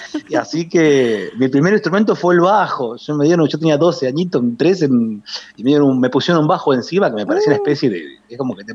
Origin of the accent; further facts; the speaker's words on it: Tandil, Buenos Aires Province, Argentina; now in Ayacucho, Argentina; soy nacido en Tandil, yo soy tandilense. Ah, bien, soy tandilense, enamorado de Tandil, y vivo hace unos 12 años en Ayacucho, pero siempre tengo el corazón tira al pueblo